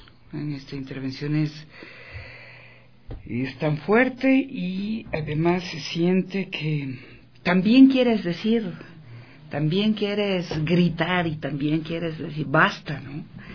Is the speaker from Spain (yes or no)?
no; Ecuador; dentro de nuestra literatura, de nuestra identidad, ¿no?, como ecuatorianos.